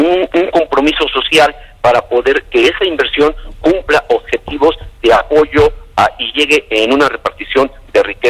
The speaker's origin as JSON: {"language": "Spanish", "country": "Mexico", "said": "voy a apoyar a México porque soy mexicano."}